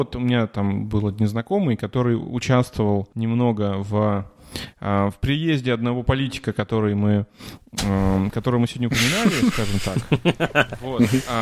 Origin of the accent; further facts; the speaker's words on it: Russia; now in Germany; я человек из России, у меня мама там, у меня там старики, у меня там квартира в Череповце есть.